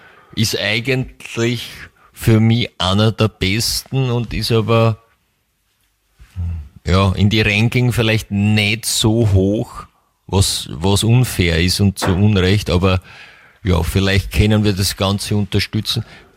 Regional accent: Vienna, Austria; für mich als, zumindest als Wienerin, hat es schon ein klar südliches Flair

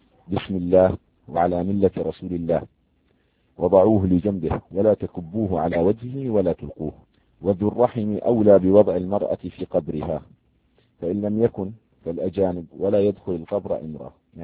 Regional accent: Jordan; يعني عندنا في الأردن

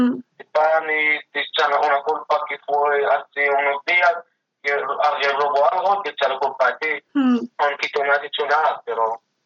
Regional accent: Morocco; Spanish is a second language; hay gente que en principio piensa que eres mala persona, y tal como es un marroquí

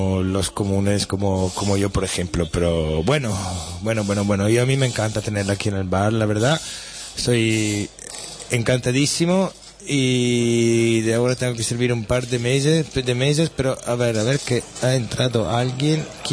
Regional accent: Italy; Spanish is a second language; si soy italiano y estoy en un país extranjero

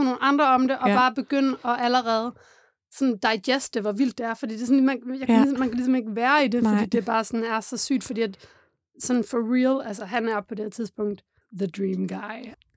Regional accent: Odense, Region of Southern Denmark, Denmark; Jeg kommer fra Odense

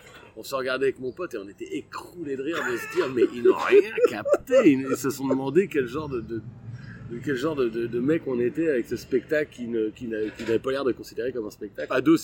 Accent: Abbeville, Hauts-de-France, France; born there; Je suis né à Abbeville dans la Somme.

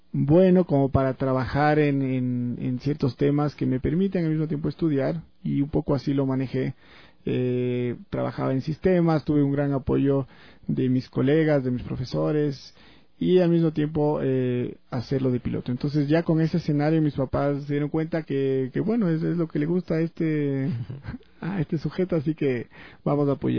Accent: Quito, Pichincha, Ecuador; yo soy aquí de Quito. He vivido toda mi vida aquí.

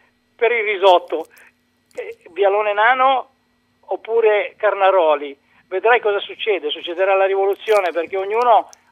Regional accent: Emilia-Romagna, Italy; mi veniva da pensare che dalle mie parti in Romagna

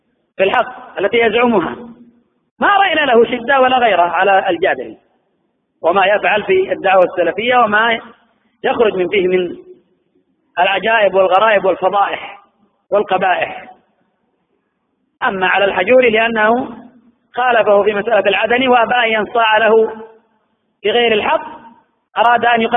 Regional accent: Yemen; وأنا والله أعجب من المشايخ عندنا في اليمن

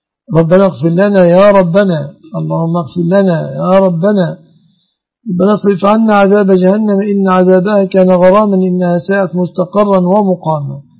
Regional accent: Egypt; اللهم احفظ بلادنا مصر وسائر بلاد المسلمين آمنة مطمئنة من كل مكروه

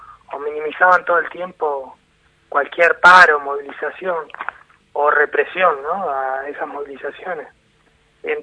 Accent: Neuquén, Argentina; born there; mi padre se fue al sur, yo nací en Neuquén por eso

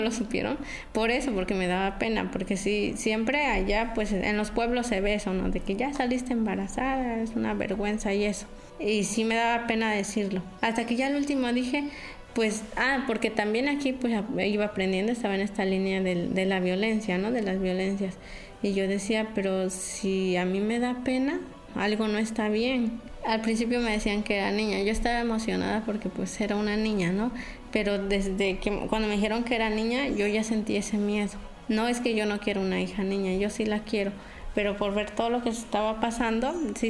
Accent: Santa María Sola, Oaxaca, Mexico; born there; Yo nací en Santa María Sola, un municipio que está ubicado en la Sierra Sur de Oaxaca. Soy hija de padres campesinos.

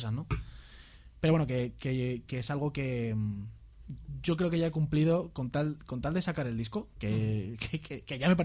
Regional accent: Vallecas, Community of Madrid, Spain; Yo soy de Vallecas también, macho.

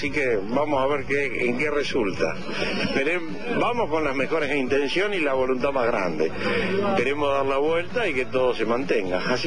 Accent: La Plata, Buenos Aires Province, Argentina; moved away as an adult; now in Bolívar, Argentina; Sí, yo soy de La Plata. Pasé toda mi infancia, mi adolescencia, crecí acá, y bueno, hace 28 años que me fui por razones laborales a Bolívar, y bueno, pero no obstante, tengo mi casa acá, tengo mi hijo acá, venimos acá

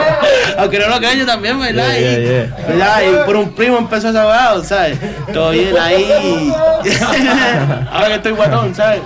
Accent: Santiago, Santiago Metropolitan Region, Chile; vengo de Chile y tal, Santiago de Chile, capital ahí de Latinoamérica, un buen país.

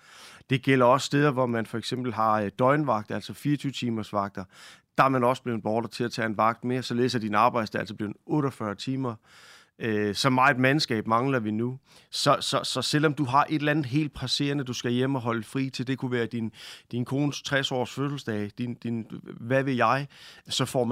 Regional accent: Region of Southern Denmark, Denmark; ligesom jeg vil sige hjemme på Fyn, så ser det ud af helvede til

